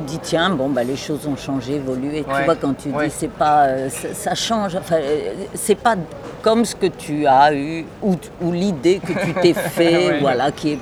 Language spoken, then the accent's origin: French; Lyon, Auvergne-Rhône-Alpes, France; also born or lived in Ardèche; Moi, je suis née en Auvergne, hein, ça mais j'ai vraiment passé mon enfance entre l'Ardèche et Lyon.